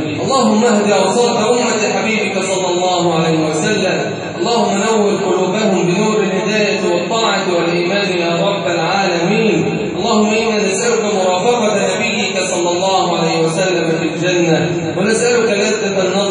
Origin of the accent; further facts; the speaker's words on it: Egypt; اللهم اجعل بلدنا مصر أمنا أمانا